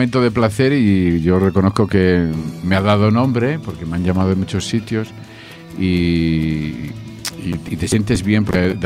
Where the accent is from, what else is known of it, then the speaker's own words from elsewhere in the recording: Salamanca, Castile and León, Spain; como salmantino para mí es un placer representar a mi ciudad.